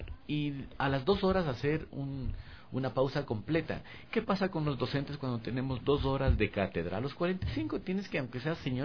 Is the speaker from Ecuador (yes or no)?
yes; Ecuador; Y en mi país apenas 3. Y quizás sea porque soy un ecuatoriano y de pronto ven que el instructor es ecuatoriano.